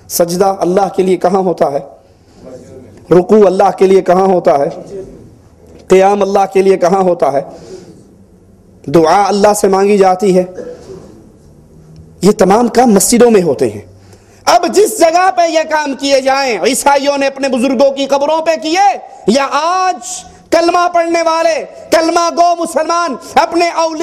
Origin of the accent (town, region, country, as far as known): Abdul Hakim, Punjab, Pakistan; born or raised there